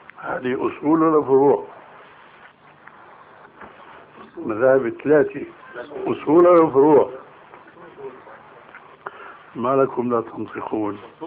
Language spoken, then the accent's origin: Arabic; Syria; أما جماهير الناس كما يقولون عندنا في سوريا هات إيدك وامشي